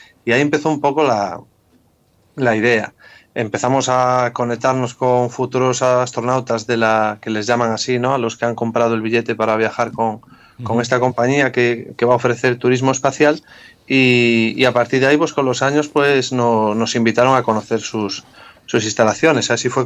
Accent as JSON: {"language": "Spanish", "town": "A Coruña", "region": "Galicia", "country": "Spain", "tie": "born there", "lives_now": "Lepe, Spain", "said": "como ya mi propio acento puede delatar, ¿no? Yo soy de La Coruña de nacimiento y casi podríamos decir lepero de adopción, ¿no? Porque llevo 12 años en la localidad"}